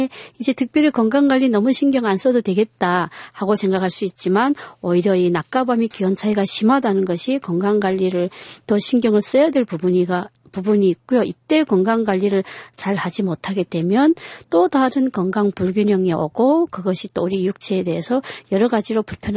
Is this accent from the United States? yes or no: no; North Korea; moved away as an adult; now in South Korea; 저는 북한에서 한의사 생활을 한 10년 정도 하다가 탈북을 했고요. 한국에 와서 다시 한의과 대학을 다니고 지금 한국에서 예, 한의사로 일하고 있습니다.